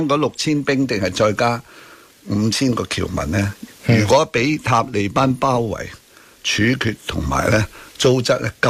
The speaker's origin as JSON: {"language": "Cantonese", "country": "Hong Kong", "said": "咁等到我哋香港人咧係可以多個選擇啦"}